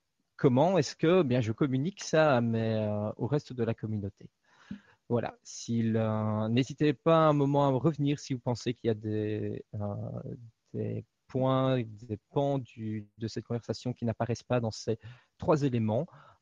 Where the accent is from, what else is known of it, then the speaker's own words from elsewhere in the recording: Belgium; Et je viens de Belgique.